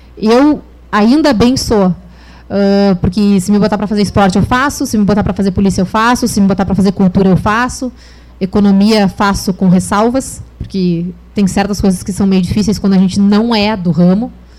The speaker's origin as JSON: {"language": "Portuguese", "region": "Rio Grande do Sul", "country": "Brazil", "lives_now": "Rio de Janeiro, Brazil", "said": "quando a gente vem do Rio Grande do Sul, a gente acha que os melhores jornalistas estão no Rio de Janeiro"}